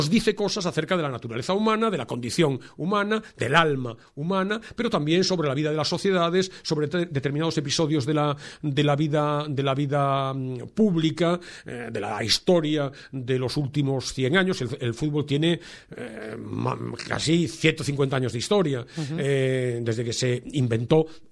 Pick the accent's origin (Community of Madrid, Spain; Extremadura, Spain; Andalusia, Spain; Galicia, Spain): Galicia, Spain; Vigo; Yo soy de Vigo, yo iba a Balaídos, al estadio del Celta, cada 15 días con mi padre